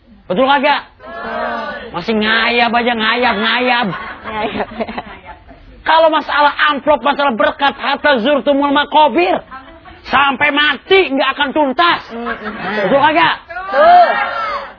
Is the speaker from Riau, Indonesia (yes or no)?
no; Tangerang, Banten, Indonesia; Saya orang Tangerang kaget.